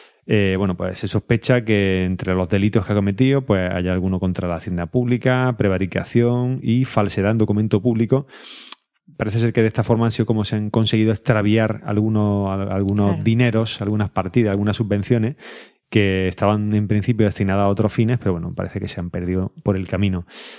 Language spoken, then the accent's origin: Spanish; Córdoba, Andalusia, Spain; somos de Córdoba, vivimos en Córdoba y esto nos pilla muy cercano